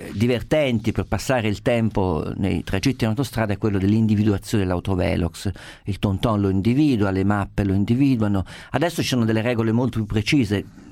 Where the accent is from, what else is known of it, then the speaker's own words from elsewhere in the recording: Perugia, Umbria, Italy; nella mia città d'origine, a Perugia